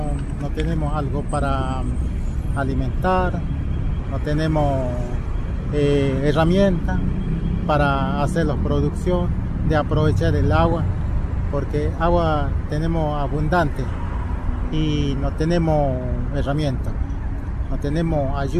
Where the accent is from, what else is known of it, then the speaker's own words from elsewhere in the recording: Formosa, Argentina; Yo soy uno de los referentes de la raza Huichí. Soy de Formosa, soy del oeste de Formosa. Vivo en los lugares Los Chiriguanos, Departamento Bermejo, Colonia El Silencio, El Aibal Silencio, jurisdicción Chiriguano.